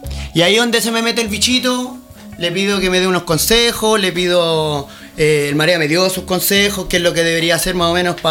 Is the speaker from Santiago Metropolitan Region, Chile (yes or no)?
yes; Pudahuel, Santiago Metropolitan Region, Chile; Por cosas de la vida yo me fui de Pudahuel el 2001, 2002 cuando nació mi hijo y puta, anduve pululando por acá, por allá. Cuento corto, volví a Pudahuel 2008